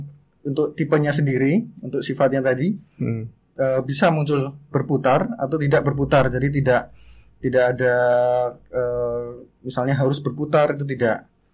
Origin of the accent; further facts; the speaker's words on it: Sleman, Special Region of Yogyakarta, Indonesia; Saya asli dari Jogja.